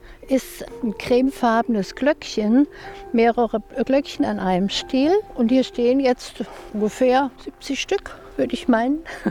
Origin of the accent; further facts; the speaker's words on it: Thuringia, Germany; Ja, das ist meine Heimat.